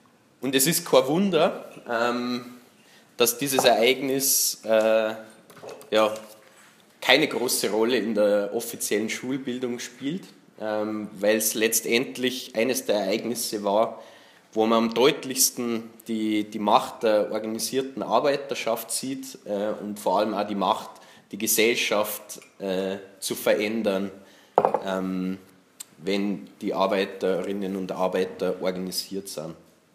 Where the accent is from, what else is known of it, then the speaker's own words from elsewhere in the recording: Germany; Also ich kann da nicht für mich reden. Ich bin aus Deutschland und deswegen lerne ich natürlich nichts über einen Streik in Österreich.